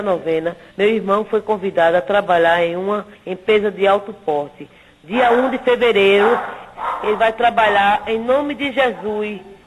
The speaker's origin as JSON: {"language": "Portuguese", "town": "Vitória de Santo Antão", "region": "Pernambuco", "country": "Brazil", "said": "sou de Vitória de Santo Antão, Pernambuco."}